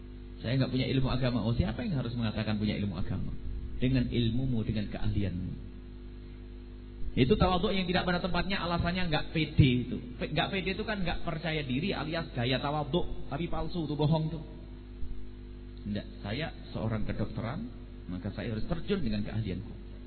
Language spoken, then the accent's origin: Indonesian; East Java, Indonesia; now in Cirebon, Indonesia; Dulu waktu masuk Cirebon, kita pendatang orang dari Jawa Timur.